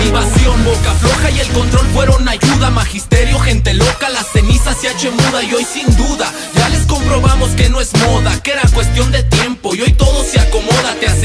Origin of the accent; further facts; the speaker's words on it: Mexico; Me importa que somos mexicanos, estamos donde mismo y caminamos de lo mismo.